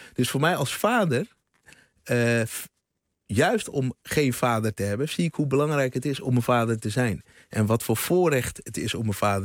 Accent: Houten, Utrecht, Netherlands; in Houten, waar ik opgegroeid ben. Later ben ik naar de Bijlmer verhuisd

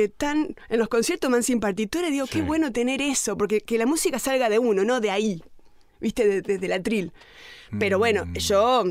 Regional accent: San Nicolás, Buenos Aires Province, Argentina; Suponete, soy de San Nicolás y van a venir a una escuela de arte a escuchar.

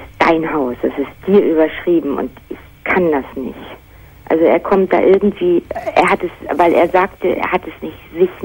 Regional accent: Baltic Sea coast, Germany; ich bin vor 1,5 Jahren von meinem Heimatdorf zu meinem Freund gezogen

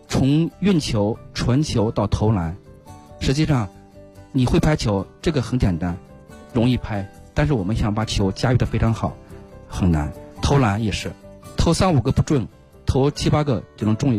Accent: China; 我们中国人实际上对这个极限运动也好，

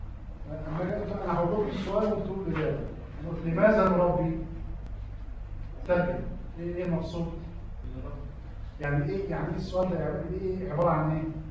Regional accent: Egypt; ده ورد عندنا في مصر في فلسفه التعليم

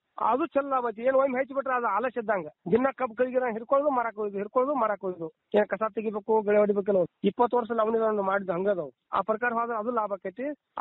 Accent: Pamaladinni, Karnataka, India; ನಮ್ಮೂರು ಪಾಮಲದಿನಿ, ಗೋಕಾಕ್ ತಾಲೂಕು, ಜಿಲ್ಲಾ ಬೆಳಗಾವಿ.

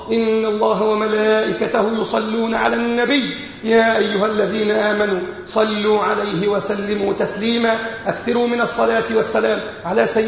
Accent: Egypt; بلادنا مصر

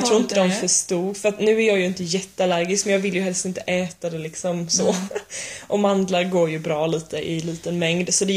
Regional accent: Sweden; för vi sa att vi var från Sverige

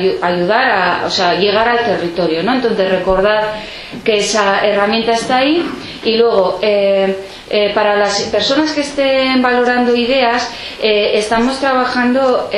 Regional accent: Pamplona, Navarre, Spain; now in Bidasoa, Spain; yo también soy neorrural. Yo soy de Iruña, pero elegí vivir en un pueblo también en la misma comarca que Izaskun, en el Bidasoa.

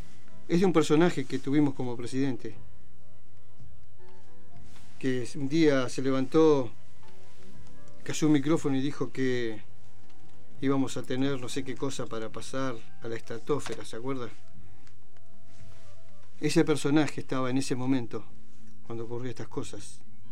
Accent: Argentina; momento triste de la vida, de los tantos que hemos tenido nosotros como argentinos

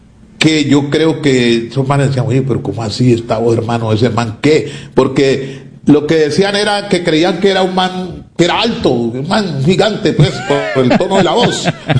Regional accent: Cali, Valle del Cauca, Colombia; Como caleño, pues ese era el arrebato mío.

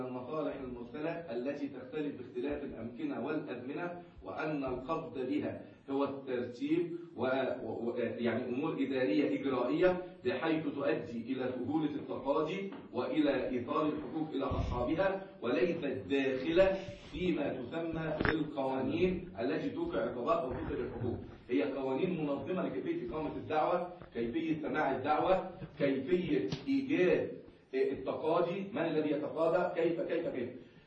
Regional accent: Yemen; لكن هنا تزودوا عندنا في اليمن وجعلوا الحق الشخصي

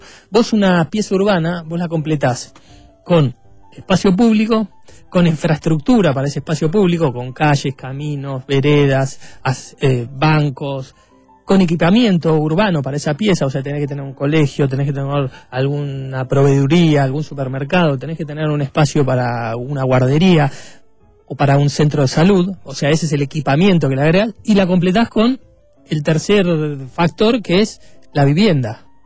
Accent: Buenos Aires, Argentina; yo soy de Caballito, no quiero tener más torres, no quiero tener más.

